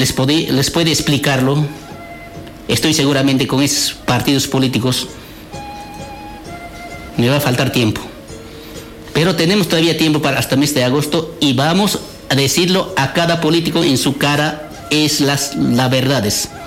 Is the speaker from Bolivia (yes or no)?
yes; Bolivia; queremos pobreza en Bolivia, nosotros queremos trabajo. Todos los bolivianos, nosotros queremos vivir como un boliviano